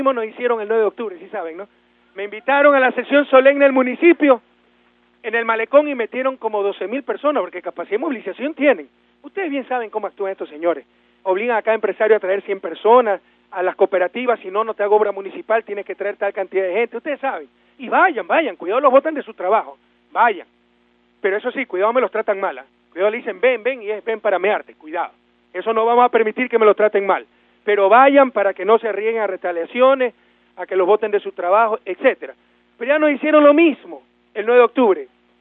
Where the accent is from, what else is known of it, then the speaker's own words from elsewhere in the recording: Guayaquil, Guayas, Ecuador; Por eso celebramos en mi ciudad natal, porque además de haber un presidente guayaquileño, aquí obtuvimos 10 de 18 asambleístas.